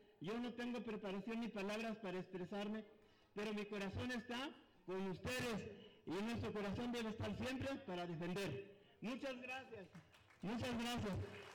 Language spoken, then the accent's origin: Spanish; Mexico; demostrar que somos mexicanos